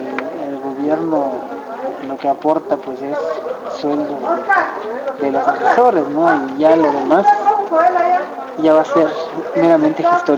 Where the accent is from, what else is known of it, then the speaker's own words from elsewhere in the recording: Tabaa, Oaxaca, Mexico; first language Zapotec; Spanish is a second language; yo soy de Tabá y hay otro de hay un pueblo que está media hora.